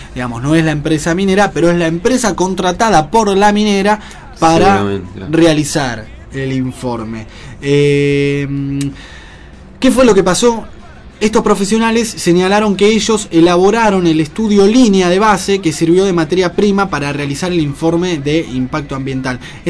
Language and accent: Spanish; Argentina; que no nos favorecen a nosotros como argentinos tampoco, ¿no?